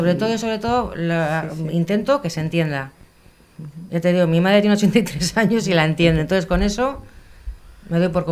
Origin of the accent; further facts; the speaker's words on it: Bilbao, Basque Country, Spain; Yo he estado veraneando toda mi vida allí, me he criado allí, aunque soy de aquí, de Bilbao, pero me he criado allí todos los veranos.